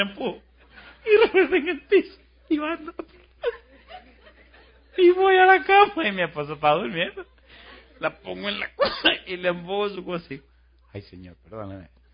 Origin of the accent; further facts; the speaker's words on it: Puerto Plata, Dominican Republic; Una vez, en una ciudad que se llama Puerto Plata, en mi país, estaba dando una campaña